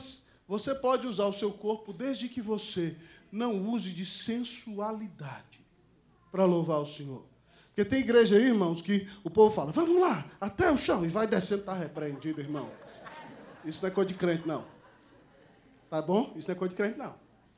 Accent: Brazil; Então, irmão, nós somos brasileiros.

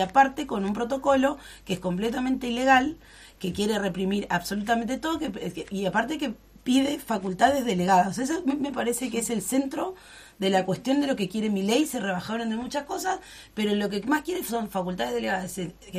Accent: El Talar, Buenos Aires Province, Argentina; Bueno, yo soy de La Paloma, soy de del Talar.

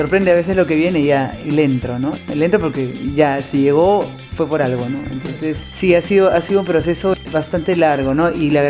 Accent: Lima, Peru; Bueno, yo soy de Lima, nací, crecí en el centro de Lima, ¿no?

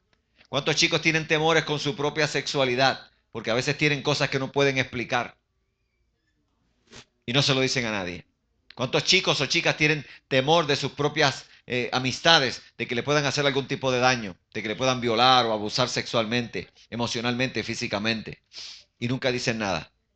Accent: Puerto Rico; Y me molestaban allá en mi país, en Puerto Rico

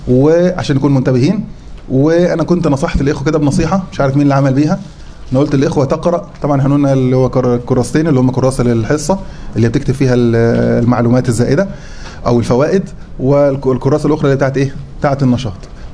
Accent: Egypt; احنا عندنا في مصر نقول عليه ربع

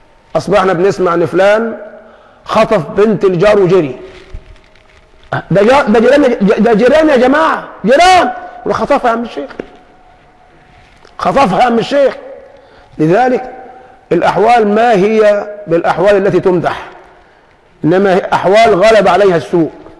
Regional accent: Egypt; العاطفة فينا كمصريين موجودة، موجودة من القديم

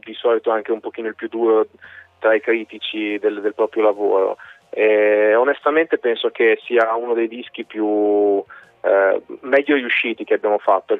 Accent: Rimini, Emilia-Romagna, Italy; Noi siamo di Rimini.

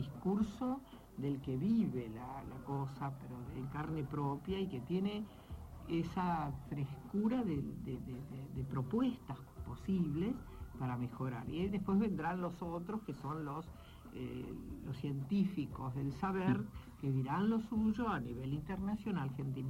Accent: La Plata, Buenos Aires Province, Argentina; los que somos platenses sabemos muy bien dónde funcionaban

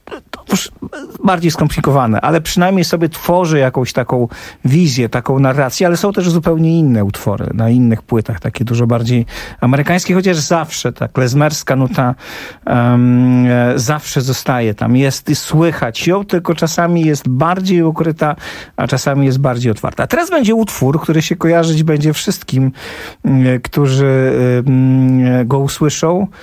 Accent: Warsaw, Masovian Voivodeship, Poland; ja jestem z Warszawy. Jestem dokładnie z osiedla za Żelazną Bramą, co oznacza ni mniej, ni więcej, tylko że jestem z miejsca, w którym tuż nieopodal do tej pory są ślady getta.

